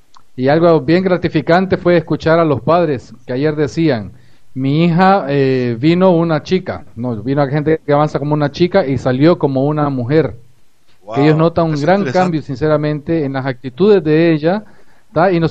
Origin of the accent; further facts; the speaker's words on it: Honduras; now in Uruguay; soy de Honduras, casado con brasileña y viviendo en Uruguay.